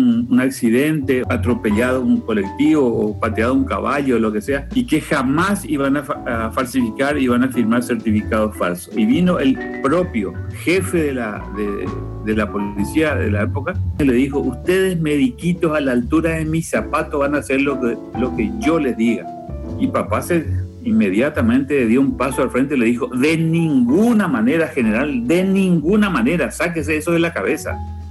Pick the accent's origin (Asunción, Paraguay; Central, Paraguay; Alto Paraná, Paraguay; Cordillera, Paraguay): Asunción, Paraguay; yo nací acá en Asunción y por esas cosas de la vida estoy viviendo a esta edad, tengo 64 años hoy, en la misma casa donde nací. Nací en este mismo lugar, en esta casa. Yo no nací en el hospital, sino debajo de unos árboles de mango que están aquí en el patio.